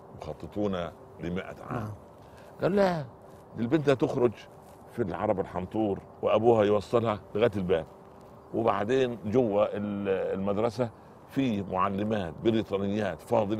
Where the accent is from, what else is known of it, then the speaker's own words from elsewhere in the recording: Upper Egypt, Egypt; now in Cairo, Egypt; أنا جيت من الصعيد مولانا إلى القاهرة